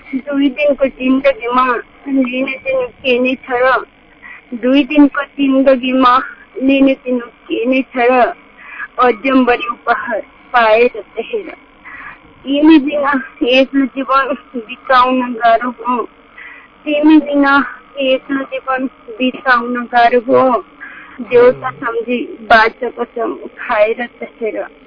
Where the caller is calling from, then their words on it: Hareri Bazaar, Lumbini Province, Nepal; म गुल्मी जिल्लाको हारेरी बजारबाट